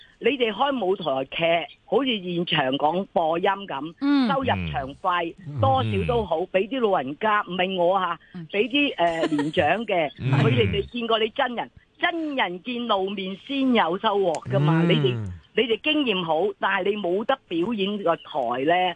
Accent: Chaozhou, Guangdong, China; 我系潮州人啊，唔识讲嘅几句就得

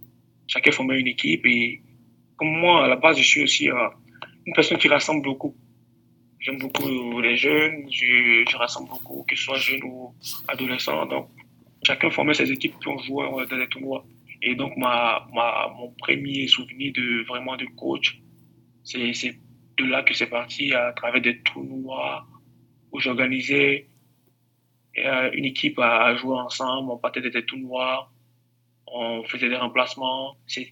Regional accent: Abidjan, Côte d’Ivoire; comme vous avez demandé, je viens de la ville d'Abidjan. Je viens d'Abidjan.

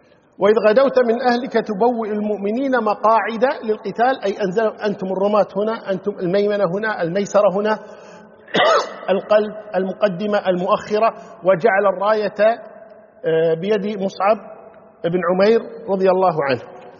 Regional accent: Kuwait; يعني عندنا في الكويت معروف مثلا نتكلم نقول حرام ها زرام

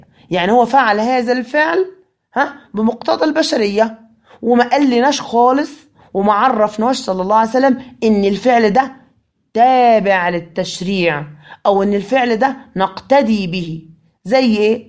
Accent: Egypt; إحنا عندنا في مصر ما عندناش الشكل ده في اللبس. إحنا في مصر ما بنلبسش إزار ورداء

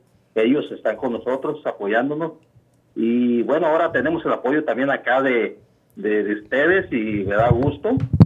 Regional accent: Mexico; now in United States; la gente latina, la gente que venimos allá de México

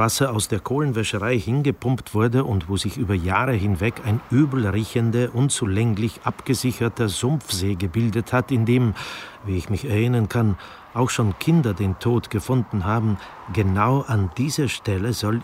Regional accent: Bytom, Silesian Voivodeship, Poland; moved away; Aufgewachsen bin ich in Bytom, im Arbeiterstadtteil Sombierki.

